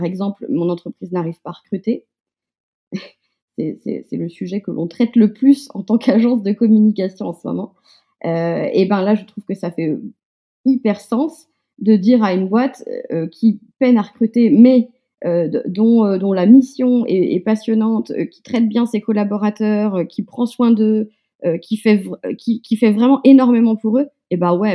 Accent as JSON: {"language": "French", "town": "Le Mans", "region": "Pays de la Loire", "country": "France", "said": "Je suis du Mans"}